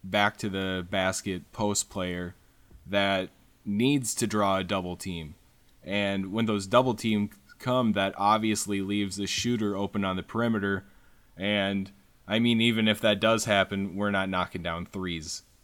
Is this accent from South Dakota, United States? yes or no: yes; South Dakota, United States; I come from South Dakota, so what can I talk smack about, right?